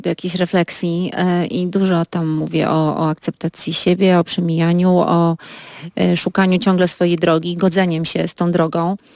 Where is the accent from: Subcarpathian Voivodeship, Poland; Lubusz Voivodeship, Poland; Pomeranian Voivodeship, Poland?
Pomeranian Voivodeship, Poland; Jesteśmy wszyscy z Trójmiasta